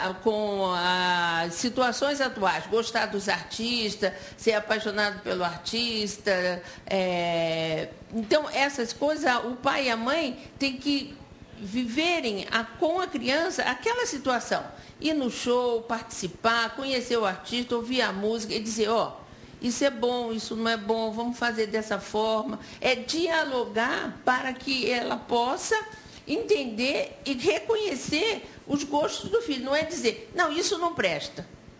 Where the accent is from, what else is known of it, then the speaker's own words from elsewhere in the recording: Rio de Janeiro, Brazil; Não, eu sou carioca. Carioquíssima. Nascida no Rio de Janeiro